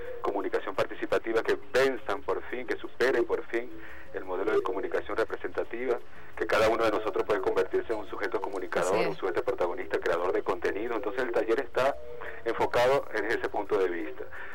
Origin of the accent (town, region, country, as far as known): Venezuela